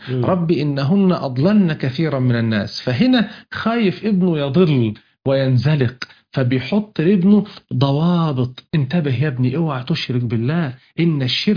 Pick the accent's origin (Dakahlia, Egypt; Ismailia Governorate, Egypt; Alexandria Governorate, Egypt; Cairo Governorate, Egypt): Ismailia Governorate, Egypt; Ismailia; انا من الاسماعيلية، عندنا في الاسماعيلية اقف كده هنا المية الحلوة والمية المالحة